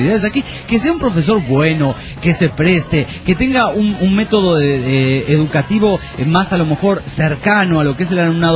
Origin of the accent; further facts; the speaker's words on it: Argentina; y eso que soy argentino